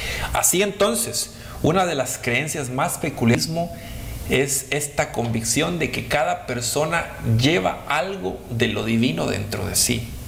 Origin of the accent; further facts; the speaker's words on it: Guatemala; por el área oriental de Guatemala. Ahí fue donde yo las escuché hablar por primera vez, y porque en el pueblo de donde yo soy